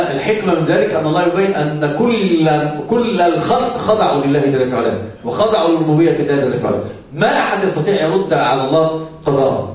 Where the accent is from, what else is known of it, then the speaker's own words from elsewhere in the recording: Egypt; عندنا في مصر يسمونها دب نكته